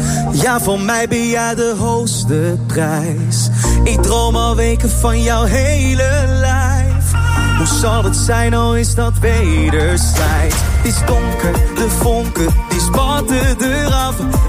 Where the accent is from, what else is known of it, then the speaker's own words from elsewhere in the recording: The Hague, South Holland, Netherlands; Ik kom uit Den Haag.